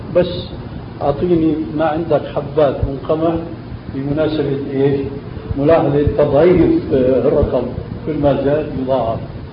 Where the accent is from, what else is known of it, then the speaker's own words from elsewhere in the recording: Syria; also born or lived in Albania; عندنا في سوريا خاصة في بلادنا الأصيلة ألبانيا مثلا